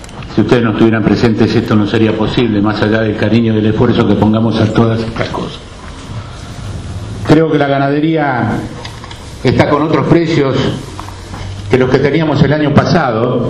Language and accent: Spanish; Argentina; Como ganaderos debemos estar muy felices, pero muy tristes como argentinos.